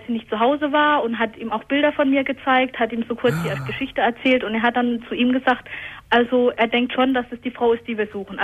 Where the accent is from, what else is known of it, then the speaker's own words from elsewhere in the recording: Hockenheim, Baden-Württemberg, Germany; ja, ich komme aus Hockenheim, ne? Wo soll ich denn sonst herkommen?